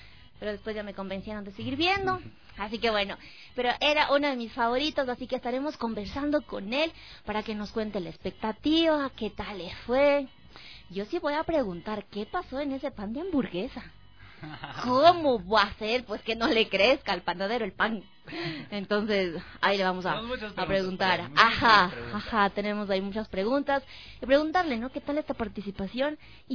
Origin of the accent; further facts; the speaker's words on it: Ecuador; que como ecuatorianos, que como seres humanos, como personas, lo merecemos